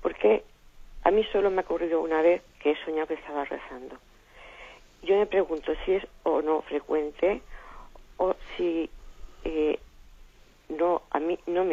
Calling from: Alicante, Valencian Community, Spain; de Alicante.

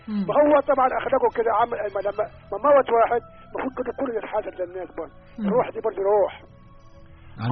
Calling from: Asyut, Asyut Governorate, Egypt; كان من اسيوط.

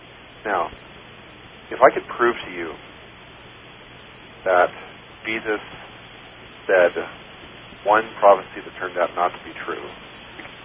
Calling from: New Hampshire, United States; New Hampshire.

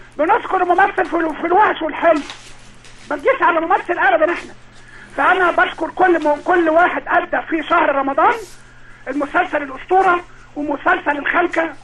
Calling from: Alexandria, Alexandria Governorate, Egypt; من اسكندريه منتشر ورديان.

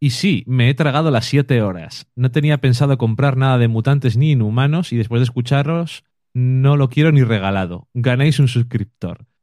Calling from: Argentina; soy de Argentina, fan y lector consumado de cómics. Claro que, como acá no tenemos tanto material como ustedes

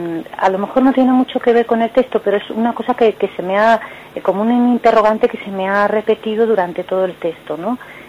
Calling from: Madrid, Community of Madrid, Spain; de Madrid.

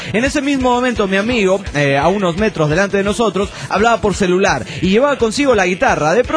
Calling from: Cancún, Quintana Roo, Mexico; Vengo de Cancún, Quintana Roo

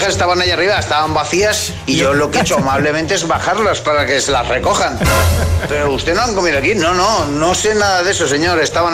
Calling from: Valencia, Valencian Community, Spain; de Valencia.

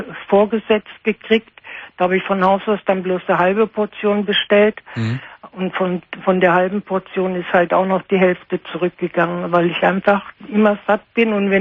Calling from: Munich, Bavaria, Germany; ich war bei uns in München im Bogenhausen. Das ist ein großes Klinikum.

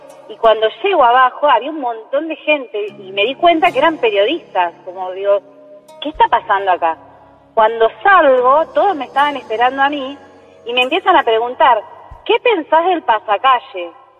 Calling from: Mar del Plata, Buenos Aires Province, Argentina; De De Mar del Plata, pero vivo hace años en Parque Chacabuco.

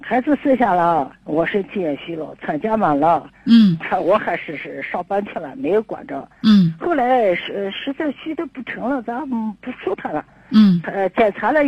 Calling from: Xining, Qinghai, China; 今年78岁了。

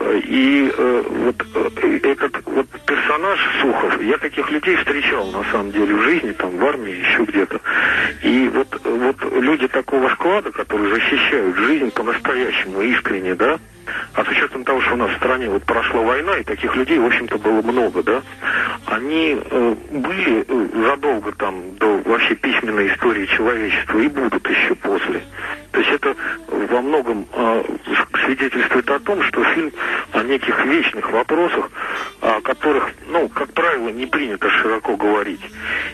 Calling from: Moscow, Russia; из Москвы.

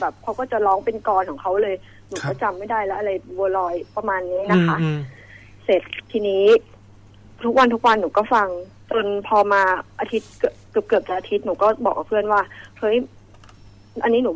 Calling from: Pak Nam, Samut Prakan, Thailand; ที่บ้านจะบอกยังไงดี ใกล้ๆที่ทำงานแถวๆปากน้ำอะค่ะ

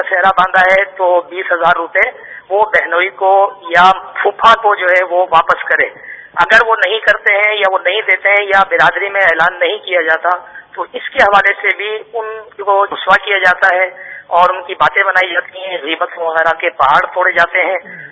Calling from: Shahdadpur, Sindh, Pakistan; اور میں شہداد پور سے عرض کر رہا ہوں. میرا علاقہ مدنی ہے

